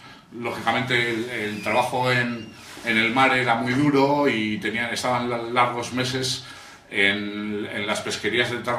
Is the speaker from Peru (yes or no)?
no; Bilbao, Basque Country, Spain; soy de Bilbao.